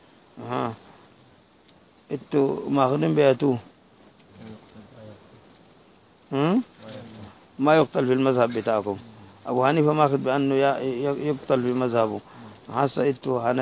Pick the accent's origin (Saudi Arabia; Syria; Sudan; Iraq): Sudan; زي النصارى الموجودين هسه عندنا في السودان